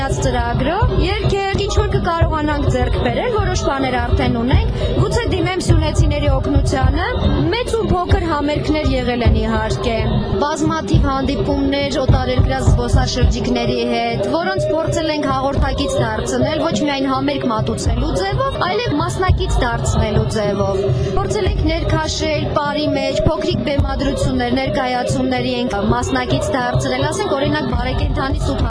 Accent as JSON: {"language": "Armenian", "region": "Nagorno-Karabakh", "country": "Azerbaijan", "said": "Արցախն իմ տունն է, ես արցախցի եմ, ես հայ եմ, իմ հայրենիքը Երևանը չէ, իմ հայրենիքը Ստեփանակերտը չէ, իմ հայրենիքը համայն հայոց աշխարհն է։"}